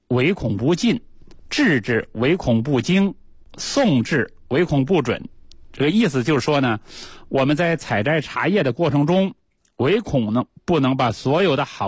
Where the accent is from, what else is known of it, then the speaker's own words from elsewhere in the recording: Beijing, China; 以前都是我们北京人都住四合院嘛。